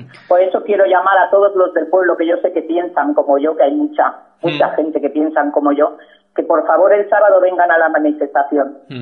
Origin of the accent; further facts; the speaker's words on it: Catalonia, Spain; Somos simplemente catalanes y españoles. Y amamos nuestra patria y nuestra bandera. Y nuestra Cataluña.